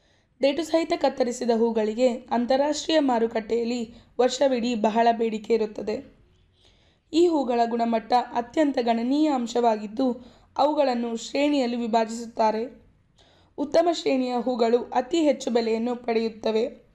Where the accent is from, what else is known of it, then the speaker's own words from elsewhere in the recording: Bidar, Karnataka, India; ನಾನು ಮೂಲತಃ ಬೀದರ್ನವಳು.